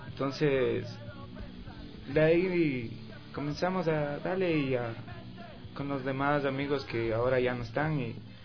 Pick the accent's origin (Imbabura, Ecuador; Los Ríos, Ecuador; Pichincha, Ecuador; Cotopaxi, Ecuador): Pichincha, Ecuador; Calacalí; soy el vocalista de … orgullosamente somos de Calacalí